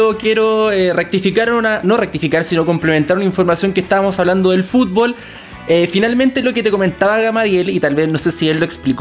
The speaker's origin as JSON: {"language": "Spanish", "country": "Chile", "said": "Imagínense si nosotros, que no somos un programa deportivo, y siendo chileno, llevamos cuántos días hablando de Messi"}